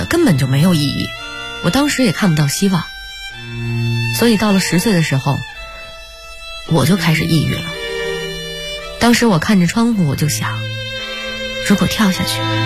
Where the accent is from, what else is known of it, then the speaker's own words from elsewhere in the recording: Northeast China, China; 我们老家在东北，屋外的温度还是零下十几度呢